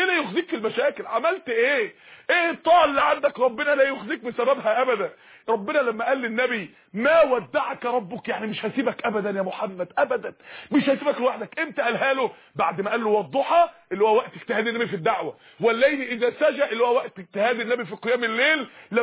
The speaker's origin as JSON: {"language": "Arabic", "town": "Mansoura", "region": "Dakahlia", "country": "Egypt", "said": "عندنا اخت في المنصورة، عندنا في المنصورة"}